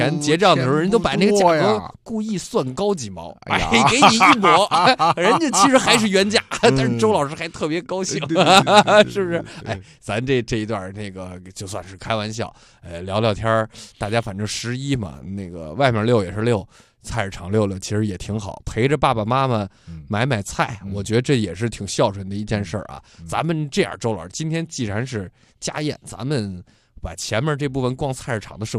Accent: Hebei, China; accent: Hebei; 比你操一口安徽口音、嗯、或者我们河北口音

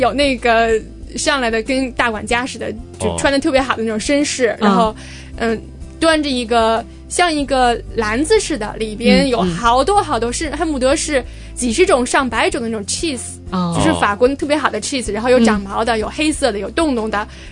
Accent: China; 然后我们中国人其实只有3-4个人。

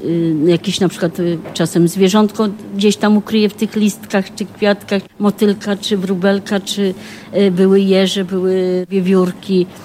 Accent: Warsaw, Masovian Voivodeship, Poland; No, urodziłam się w Warszawie, jestem z Warszawy, tylko że na początku to była Ochota, teraz to są Włochy już, ale no, cały czas jestem tu w okolicach.

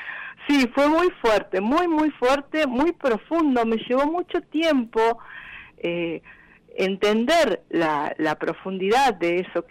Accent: Villa Dolores, Córdoba, Argentina; born there; also born or lived in Carlos Paz; Yo nací en Villa Dolores y viví en Carlos Paz desde 1979 hasta el 2013. Y cuando mis hijos eran pequeñitos me escapé de Carlos Paz y me vine para el Empalme, sí, que está a mitad de camino entre Carlos Paz y Tanti

